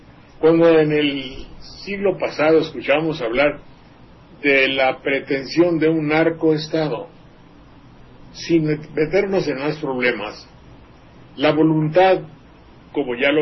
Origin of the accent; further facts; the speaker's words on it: Mexico; pues somos muchos los mexicanos que no tenemos esa idea.